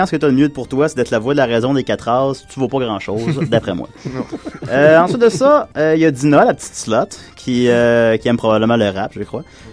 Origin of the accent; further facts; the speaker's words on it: Quebec, Canada; Je viens de la Rive-Sud de Québec et j'étais un fervent amateur du festival de bande dessinée